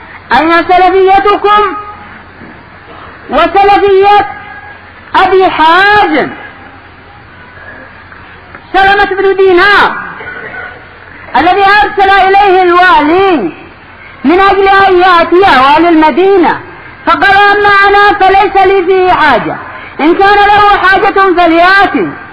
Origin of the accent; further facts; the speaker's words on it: Yemen; عندنا باليمن كان بعض الشباب قد أصبح مؤلفا وأصبح محققا